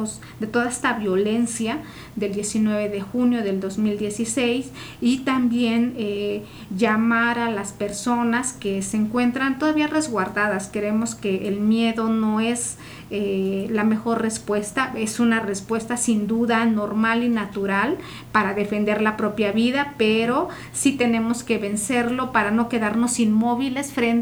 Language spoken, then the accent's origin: Spanish; Oaxaca, Mexico; lo que somos realmente, ¿no? Como oaxaqueños, como oaxaqueñas.